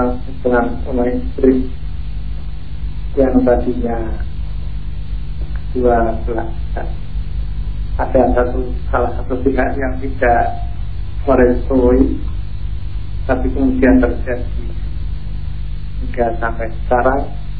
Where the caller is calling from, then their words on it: Pekalongan, Central Java, Indonesia; Dari Pekalongan.